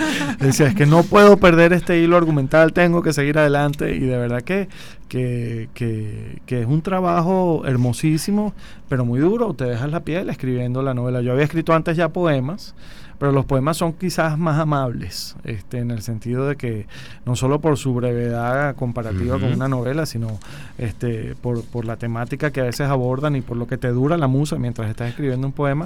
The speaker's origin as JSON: {"language": "Spanish", "town": "Caracas", "region": "Capital District", "country": "Venezuela", "said": "nuestra identidad como venezolanos, como caraqueños"}